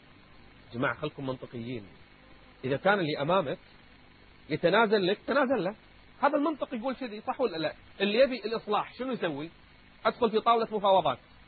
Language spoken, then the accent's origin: Arabic; Kuwait; إن كنت أنا كويتي فأنا أيضا بحريني.